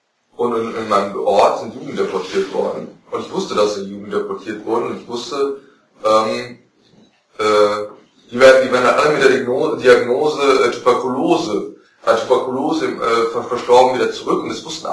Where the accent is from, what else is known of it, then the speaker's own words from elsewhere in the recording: North Rhine-Westphalia, Germany; Ach genau, ich komme aus Westfalen.